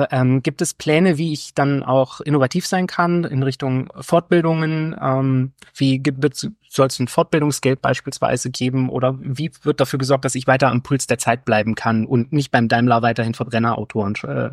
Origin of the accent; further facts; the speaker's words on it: Baden-Württemberg, Germany; Ich meine, ich komme jetzt aus dem Landkreis Böblingen, ne? Hallo nach Stuttgart, an die große Stadt nebenan.